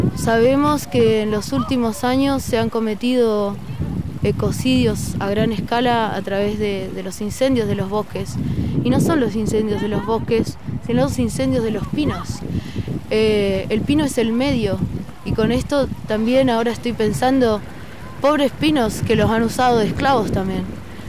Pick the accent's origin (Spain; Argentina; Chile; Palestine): Argentina; Chubut; Yo soy de Chubut. Hoy día estamos aquí en la provincia de Río Negro